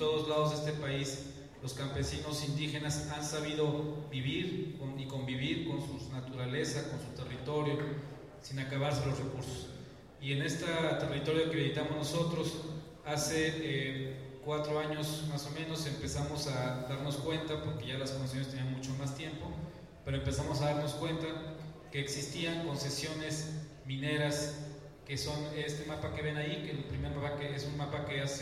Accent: Puebla, Mexico; Venimos con mucho gusto desde Puebla.

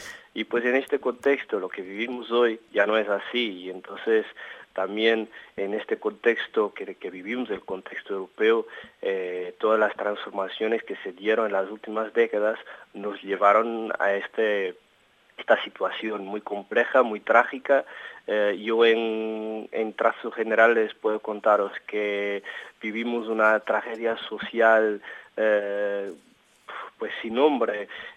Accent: Portugal; Spanish is a second language; revolucionario en Portugal, la contrarrevolución, los aspectos más actuales de lo que pasa hoy en día en mi país.

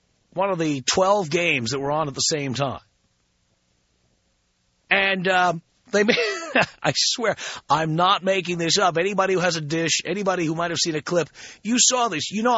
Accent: New York City, New York, United States; Thing is, I grew up in New York City.

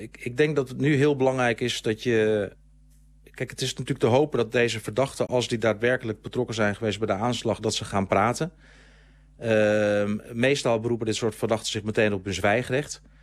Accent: Groningen, Netherlands; Ik kom oorspronkelijk uit Groningen.

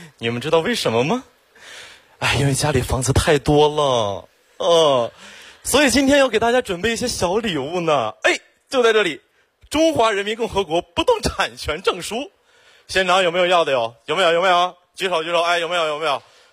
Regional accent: Xiong'an, Hebei, China; 土生土长的雄安人，从小在那长大

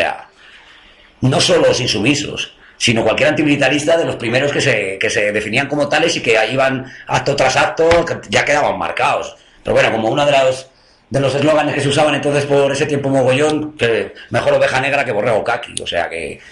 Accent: Spain; yo soy español, y bandera de España por todos lados

